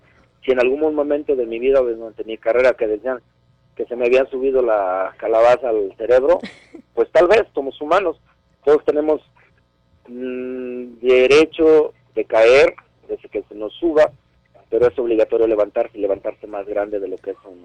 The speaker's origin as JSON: {"language": "Spanish", "town": "Guadalajara", "region": "Jalisco", "country": "Mexico", "said": "La última función quiero que sea ahí en mi tierra, porque ahí fue donde inicié como luchador. Así que la primera y la última se quedan en Guadalajara."}